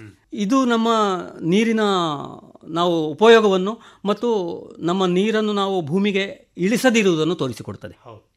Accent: Padre, Kerala, India; ನಮ್ಮ ಪಡ್ರೆಯಲ್ಲಿ ನಮ್ಮ ಜೀವನಾಡಿಯಾ

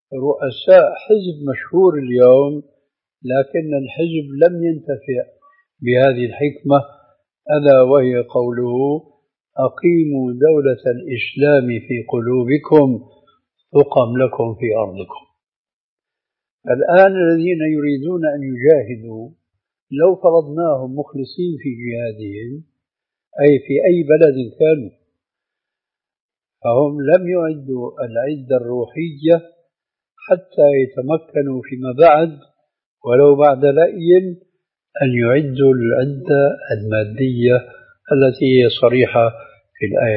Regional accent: Syria; لكن لما كما يقولون عندنا في الشام بحط الحطيط بجد الجد

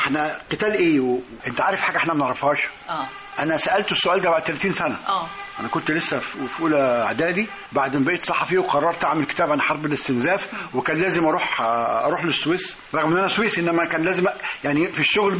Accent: Suez, Suez Governorate, Egypt; السويس مش محتاجة تعريف، معرفة نفسها أكثر مما يكون. عايز أقول لك إحنا أطفال كنا بنلعب في دبابات، وكنا بنجري على عربيات عسكرية، وكان الأفارول والعساكر جزء من حياتنا اليومية.

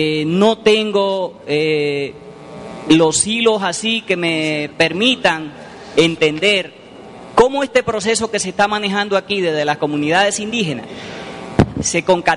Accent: Dominican Republic; soy dominicano.

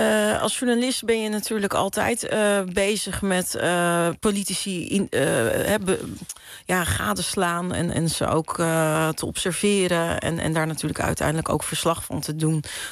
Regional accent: Netherlands; Terwijl ik kwam van Nederland. Ik ben niet eens op het eiland geboren.

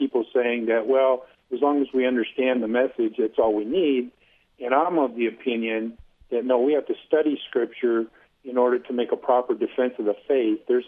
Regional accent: California, United States; Hey, listen, I'm only from California.

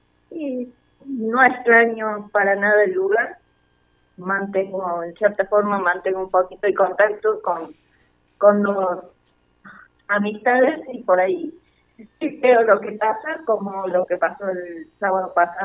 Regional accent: Colonia Torres, Argentina; moved away as an adult; now in Bariloche, Argentina; Un año que salí de mi pueblo.

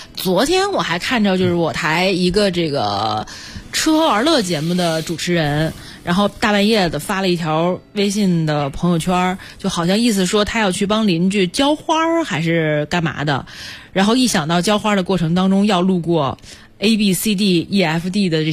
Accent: Guangdong, China; 你像我小的时候生活在广东，就必须得先喝汤的，就没有人吃完饭之后我再去喝汤的。

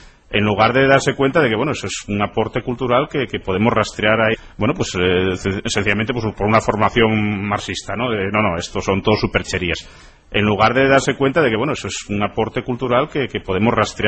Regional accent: Salas, Asturias, Spain; En el concello de Salas, de donde soy, hay unas explotaciones de minería romana aurífera

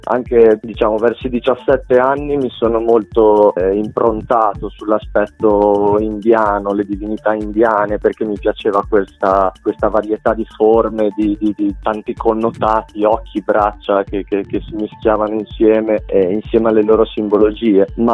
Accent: Bologna, Emilia-Romagna, Italy; Io sono di Bologna e qua a Bologna sono partito come disegnatore

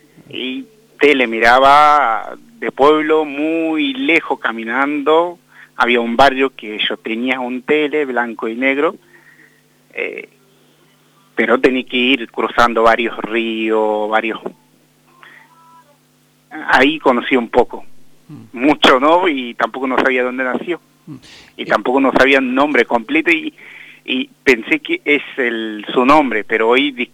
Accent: Bangladesh; born there; Spanish is a second language; Sí, nací en Bangladesh, un pueblo de 100 habitantes.

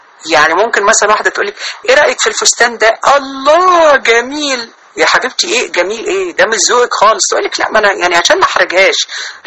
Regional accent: Sharqia Governorate, Egypt; احنا عندنا في الشرقية اهل مصر طبعا عارفين اللي انا بقوله

